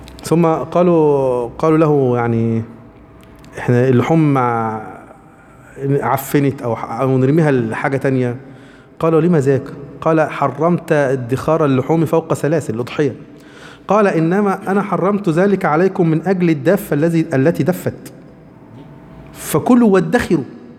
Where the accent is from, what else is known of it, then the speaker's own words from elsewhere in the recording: Egypt; احنا عندنا مصر، بلدنا مصر دي سميت مصر ليه؟